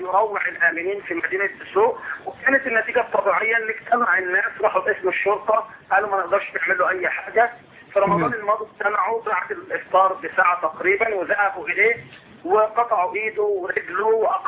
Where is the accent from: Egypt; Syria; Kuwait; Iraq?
Egypt